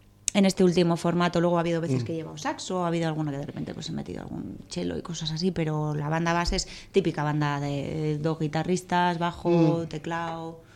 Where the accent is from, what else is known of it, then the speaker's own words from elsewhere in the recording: Madrid, Community of Madrid, Spain; Porque, claro, soy de Madrid, nací aquí, es como lo más fácil.